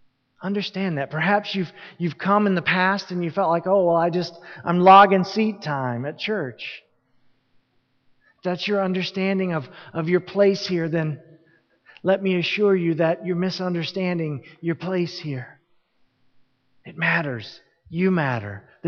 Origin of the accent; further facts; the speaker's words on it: Southern United States, United States; I'm from the South, it's the Bible Belt, and there are people down there who think that every time the door swings open, their bottoms need to be in the seats.